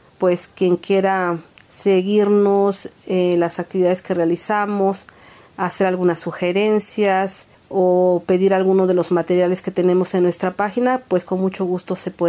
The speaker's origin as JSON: {"language": "Spanish", "region": "Oaxaca", "country": "Mexico", "said": "Nosotros como oaxaqueños y como mexicanos no podríamos vivir sin el maíz."}